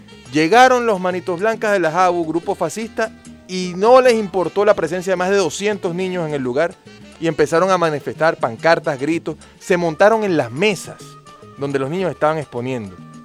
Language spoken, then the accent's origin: Spanish; Venezuela; nosotros como venezolanos